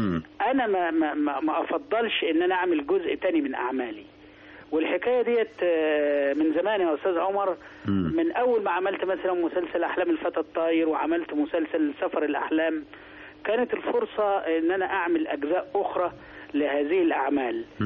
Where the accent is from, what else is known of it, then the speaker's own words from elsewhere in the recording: Sharqia Governorate, Egypt; لا انا حضرتك انا في الاصل قروي.